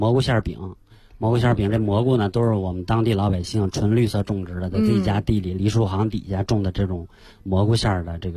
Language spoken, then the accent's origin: Chinese; Beijing, China; 我们北京人应该都知道老宋瓜王